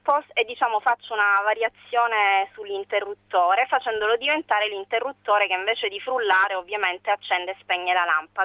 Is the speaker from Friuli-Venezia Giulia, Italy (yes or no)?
no; Sicily, Italy; la mia nonna si chiamava Rosalia, però essendo troppo regionale mi avrebbero subito identificato come siciliana doc.